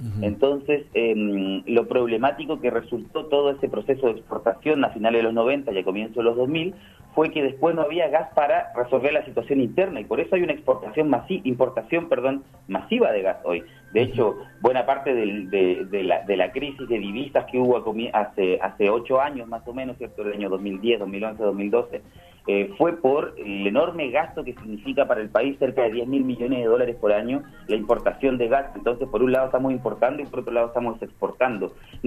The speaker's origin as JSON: {"language": "Spanish", "country": "Chile", "said": "De hecho, yo soy chileno, por ejemplo, ¿no?"}